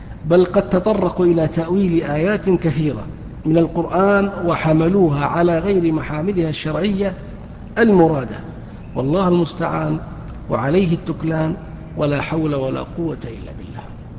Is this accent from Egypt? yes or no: no; Saudi Arabia; ما هي موجودة في الكتب التي عندنا في السعودية